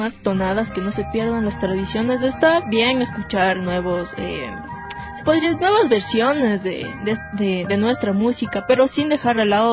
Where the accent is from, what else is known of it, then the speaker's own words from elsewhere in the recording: Riobamba, Chimborazo, Ecuador; yo soy de Riobamba, hablo con mi colegio, el Vicente de Aguirre.